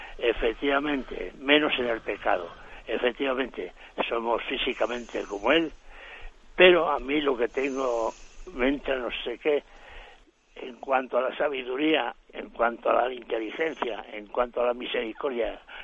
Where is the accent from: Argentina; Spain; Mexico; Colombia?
Spain; Basauri, Basque Country; now in Madrid, Spain; Soy de Basauri, pero le hablo desde Madrid.